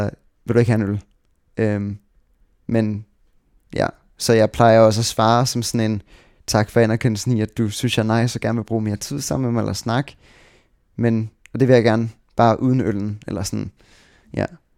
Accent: Tårnby, Capital Region of Denmark, Denmark; also born or lived in Sweden / Dragør; jeg voksede op i på Amager faktisk, eller sådan, ja, vi startede med at bo i sådan Tårnby, og så tog vi faktisk til Sverige efter det første år, og så boede jeg i Sverige i 2 år

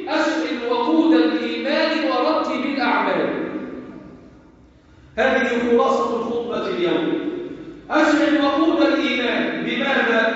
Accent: Egypt; واحفظ بلدنا مصر

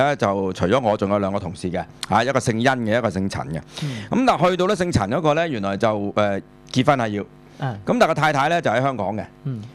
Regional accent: China; 我哋中國人所發明嘅，嚇、已經有好耐歷史嘅啦

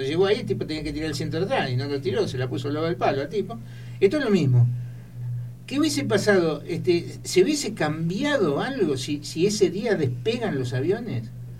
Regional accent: Argentina; Y es que sí, somos argentinos.

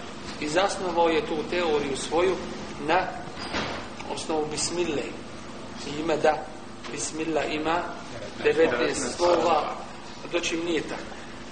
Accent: Sarajevo, Federation of Bosnia and Herzegovina, Bosnia & Herzegovina; also born or lived in Medina; 66. sam rođen, u Sarajevu, završio HIFS s osnovnom školom

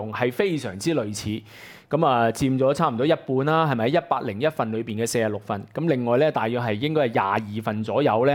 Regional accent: Hong Kong; 即係俾我哋香港人看到一個虛假的民意咧

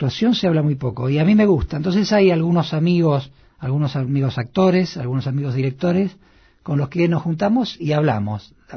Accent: Argentina; now in Buenos Aires, Argentina; Yo soy un actor argentino de 49 años, padre de familia, que quizás sigue teniendo las mismas o dudas más profundas que cuando se vino a vivir a Buenos Aires.

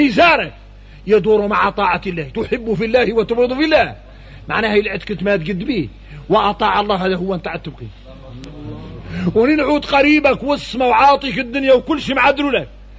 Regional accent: Mauritania; احنا موريتاني نعرفوا شكل من النفاق

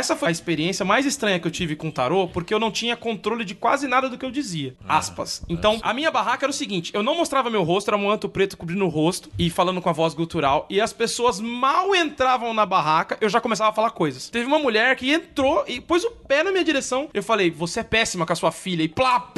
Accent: São Mateus, Brazil; eu sou de São Mateus, desculpa.

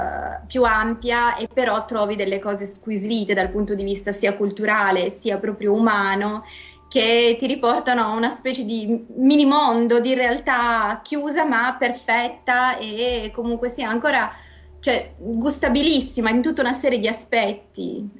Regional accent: Sardinia, Italy; credo che sia proprio della mia terra, ma anche delle zone interne, delle zone più montuose, è una cosa tipica insomma della Sardegna.

